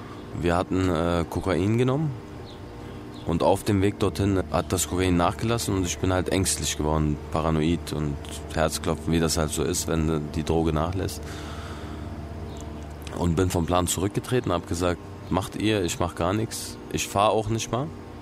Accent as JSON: {"language": "German", "region": "Berlin", "country": "Germany", "tie": "born or raised there", "lives_now": "Kosovo", "said": "Ich lebe hier. Natürlich ist Berlin meine Heimat. Da bin ich aufgewachsen. Da ist der einzige Ort, wo ich mich wirklich zu Hause fühle."}